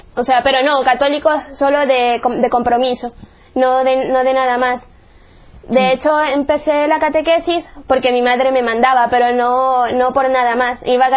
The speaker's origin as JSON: {"language": "Spanish", "town": "Chone", "region": "Manabí", "country": "Ecuador", "tie": "born there", "said": "soy de Ecuador, nací en Choña, en la costa de Ecuador."}